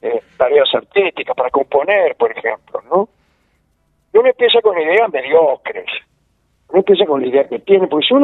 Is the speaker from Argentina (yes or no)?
yes; Argentina; tratar de diferenciarnos como argentinos